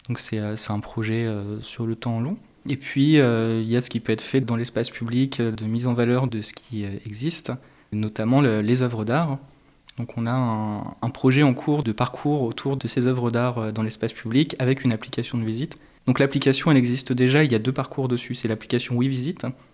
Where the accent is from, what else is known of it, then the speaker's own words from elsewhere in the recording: Amboise, Centre-Val de Loire, France; also born or lived in Paris; Puis, j'ai pu revenir dans ma région d'origine, ici à Amboise.